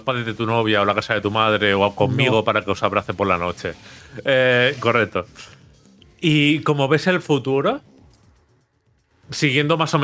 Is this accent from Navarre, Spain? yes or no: no; Benidorm, Valencian Community, Spain; Yo soy de Benidorm y aquí siempre ha habido alemanes